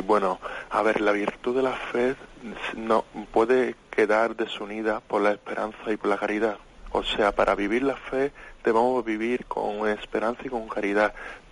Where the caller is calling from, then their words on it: Extremadura, Spain; de Extremadura, de la milicia de Santa María.